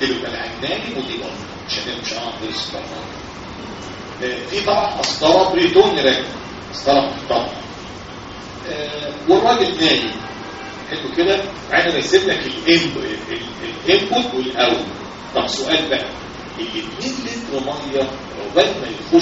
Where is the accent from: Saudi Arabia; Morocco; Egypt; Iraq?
Egypt; احنا بلدنا مصر في مصر حاجه بلادنا الحلوه